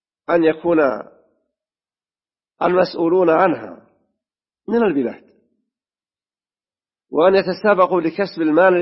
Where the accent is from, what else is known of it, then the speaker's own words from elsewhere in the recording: Saudi Arabia; وفي بلادنا المملكة العربية السعودية ذات التهجد وحاضنة الحرمين